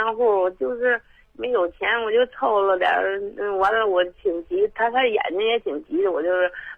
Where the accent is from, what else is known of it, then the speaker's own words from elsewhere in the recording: Beijing, China; 不是，我是北京的。